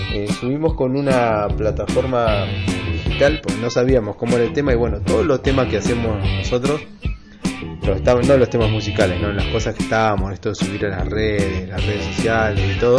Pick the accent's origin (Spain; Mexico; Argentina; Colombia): Argentina; Trelew, Chubut; La banda es … somos de Trelew, Chubut.